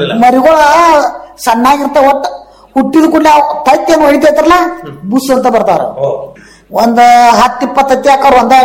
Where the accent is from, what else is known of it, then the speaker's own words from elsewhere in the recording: Mangalwada, Karnataka, India; ನಾವು ಮಂಗಳವಾಡದವರು.